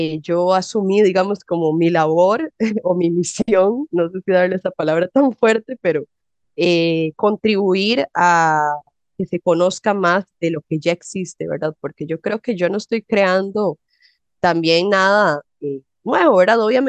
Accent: Heredia, Costa Rica; como yo nací en Heredia y crecí en Heredia

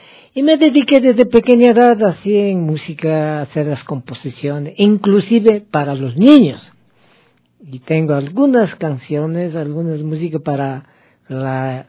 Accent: Rucu Llacta, Napo, Ecuador; born there; yo nací en la comunidad Ruku Liakta. Ruku Liakta significa pueblo viejo

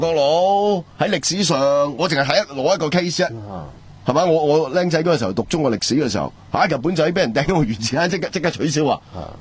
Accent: Hong Kong; 我哋香港人

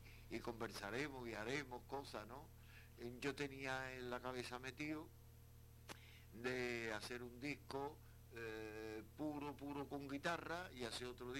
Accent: Cádiz, Andalusia, Spain; Yo cuando estoy en Cádiz es cuando más a gusto me siento, ¿comprende? En mi tierra, eso indiscutiblemente.

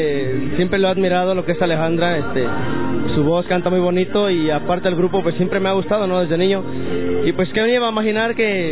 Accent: Moroleón, Guanajuato, Mexico; soy originario de Moroleón, Guanajuato.

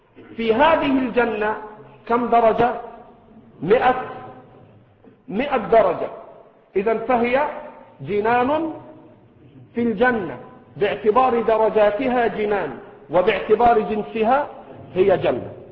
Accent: Egypt; الفرات الذي في العراق والنيل الذي عندنا في مصر

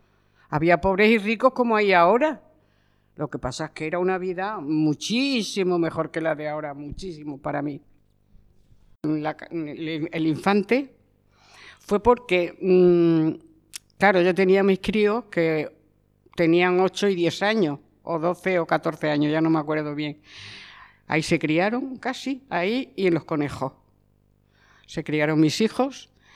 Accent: Madrid, Community of Madrid, Spain; now in Murcia, Spain; yo venía de Madrid y a mí Murcia se me quedó muy... Entonces no me hice a ella. Me he ido haciendo, pero muy, muy, muy tarde.

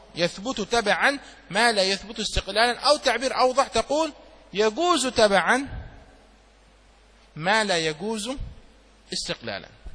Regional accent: Yemen; وعندنا في اليمن الحضارم يحبون التمر كثيرا، كما تحبون أنتم الرز كثيرا

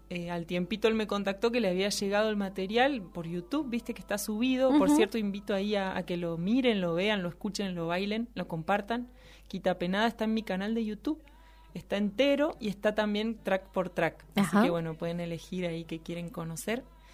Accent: Entre Ríos, Argentina; born there; Yo nací en Entre Ríos, eso sabías.

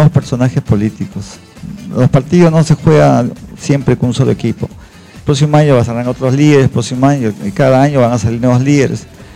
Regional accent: Bellavista, Callao, Peru; Yo nací en Bellavista, yo soy chalaco de nacimiento, siempre he estado en el Callao, he vivido en Ventanilla, claro. He estudiado en el colegio Nuestra Señora de Belén de Ventanilla, de la calle 11.

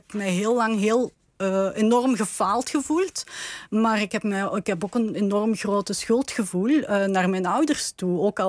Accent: Limburg, Belgium; ik kom uit Belgisch Limburg met een inwonersaantal van bijna 900.000. Limburgers.

